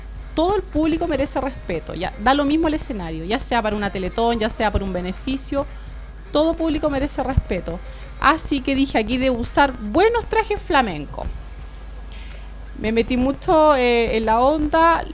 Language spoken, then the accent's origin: Spanish; Chile; para mí significa bastante representarla acá en Chile, en mi país, en eventos